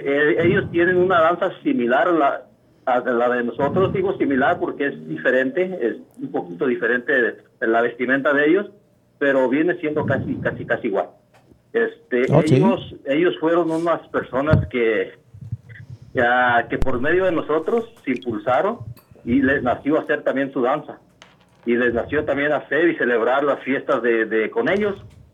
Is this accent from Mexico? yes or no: yes; Mexico; now in United States; la gente latina, la gente que venimos allá de México